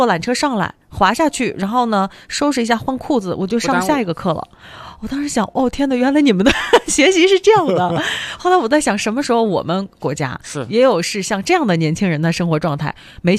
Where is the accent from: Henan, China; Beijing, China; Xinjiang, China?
Beijing, China